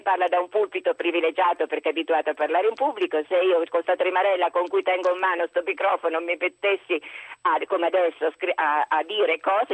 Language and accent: Italian; Perugia, Umbria, Italy; sono di Perugia anch'io.